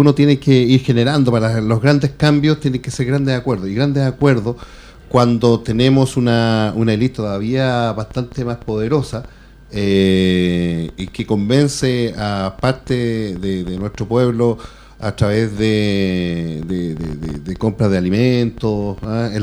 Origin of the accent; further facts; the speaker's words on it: Chile; No, que yo soy chileno y yo defiendo.